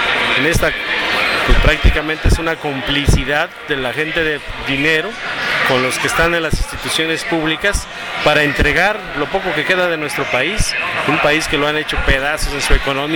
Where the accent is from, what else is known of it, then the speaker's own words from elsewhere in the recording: Mexico; contraconocimiento que están implementando en México para despojarnos hasta de nuestra identidad como mexicanos